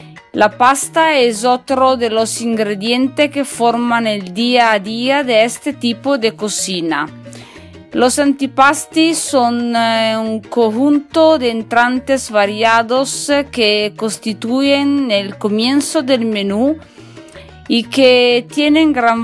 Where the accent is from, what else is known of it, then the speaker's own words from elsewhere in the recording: northern Italy, Italy; Spanish is a second language; now in Málaga, Spain; soy italiana en el norte de Italia. Y mientras me escucha a mí, soy en Málaga, en España. Como ya saben, me encanta este país y para mí es un poco como estar en casa, en mi segundo hogar.